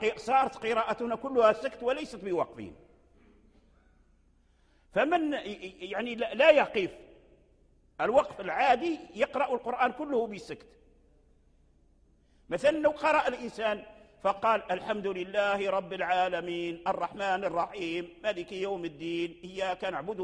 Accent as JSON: {"language": "Arabic", "country": "Morocco", "said": "لكن الذي جرى به العمل عندنا في المغرب"}